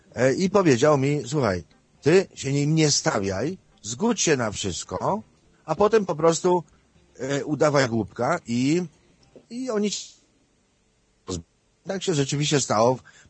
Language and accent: Polish; Lesser Poland, Poland; born there; urodziłem się na granicy z Zakopanem